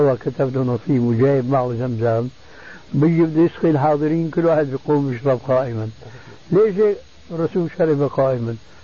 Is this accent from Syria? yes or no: yes; Syria; بسموه عندنا بالشام بورضان،